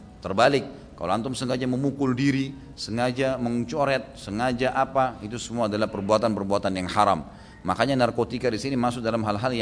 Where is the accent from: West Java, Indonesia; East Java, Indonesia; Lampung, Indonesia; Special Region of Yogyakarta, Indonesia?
Special Region of Yogyakarta, Indonesia; Gunung Kidul; Di daerah saya di Gunung Kidul banyak sekali kasus bunuh diri dengan gantung diri.